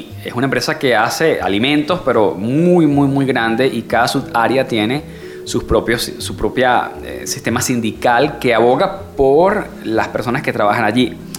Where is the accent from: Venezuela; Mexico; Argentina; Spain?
Venezuela; Valencia, Carabobo; Mi familia es caraqueña, pero yo nací, digamos que me crié en Valencia, soy valenciano.